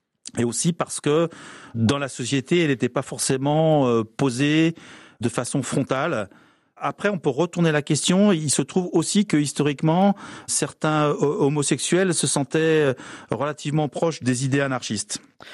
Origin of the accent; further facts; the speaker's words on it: Spain; accent: Catalan or Spanish; French is a second language; avec mon accent catalan ou espagnol très important.